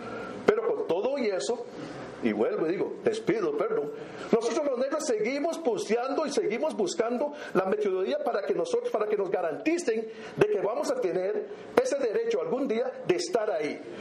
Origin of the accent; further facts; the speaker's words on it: Costa Rica; como cualquier costarricense más de la meseta central